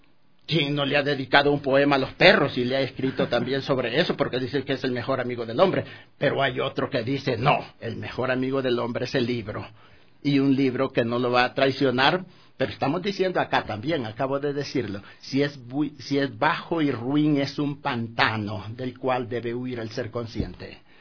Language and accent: Spanish; Honduras; now in Ecuador; Bueno, recalco, soy hondureño, y vivo ya 48 años en el país.